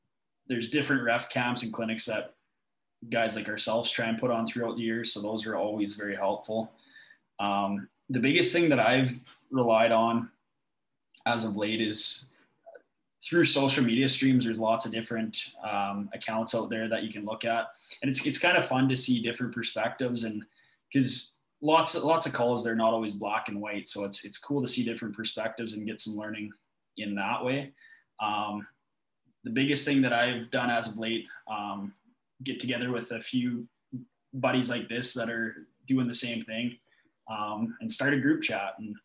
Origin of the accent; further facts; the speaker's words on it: Minnedosa, Manitoba, Canada; I know growing up in Minnetosa, I would go to the smaller communities like Erickson and Onanal, Rapid City, Strathclair, all those small communities too